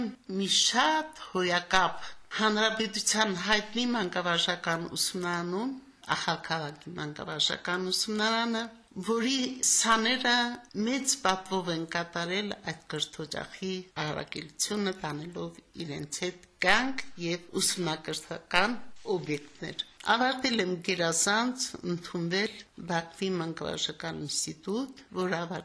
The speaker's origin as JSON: {"language": "Armenian", "region": "Samtskhe-Javakheti", "country": "Georgia", "also_born_or_lived": "Karabakh", "moved": "yes"}